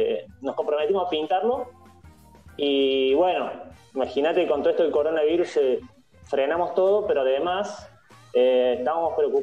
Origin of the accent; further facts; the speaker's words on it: Alta Gracia, Córdoba, Argentina; Yo soy de Altagracia, provincia de Córdoba, así que...